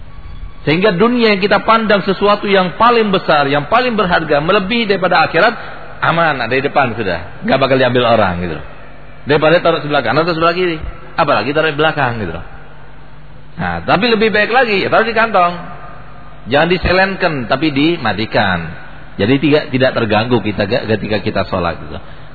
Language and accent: Indonesian; East Java, Indonesia; Tapi yang Madura jangan tersinggung karena saya sendiri Madura.